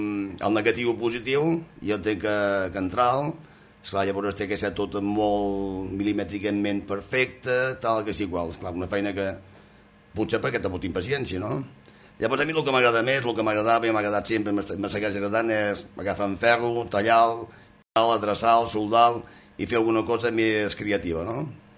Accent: Girona, Catalonia, Spain; also born or lived in Colera; vaig ser batejat a la catedral de Girona i la meva infantesa va transcorrer entre Colera i Girona. Ja fins quan vaig ser més grandet que ja ens van quedar a Girona.

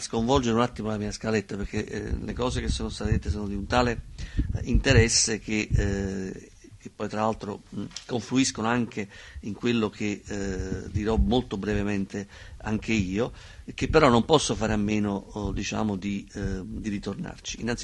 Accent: Naples, Campania, Italy; io vengo da Napoli

